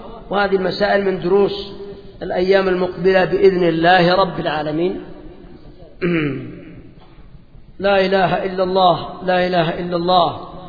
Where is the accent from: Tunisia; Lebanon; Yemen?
Yemen; هذا بالنسبة عندنا في اليمن، وأتوقع أن هذا في أكثر البلدان